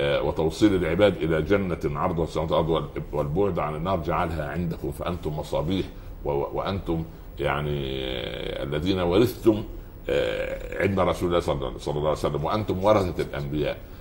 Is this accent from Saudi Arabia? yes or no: no; Upper Egypt, Egypt; قريتي هي صغيرة الحج، ولكنها كبيرة جدا، تسع العالم كله